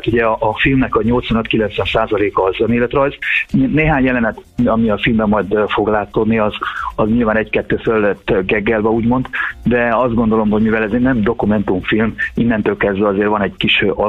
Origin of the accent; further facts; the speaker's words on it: Transylvania, Romania; Elvittem többek közt Nimródot Erdélybe is, ugye ahol felnőttem.